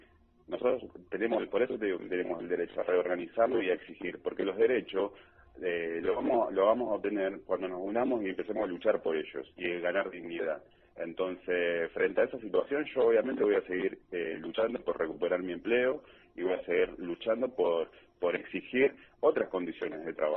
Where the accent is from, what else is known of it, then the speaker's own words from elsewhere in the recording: Argentina; lo mal que estamos viviendo como ciudadanos, como argentinos, como trabajadores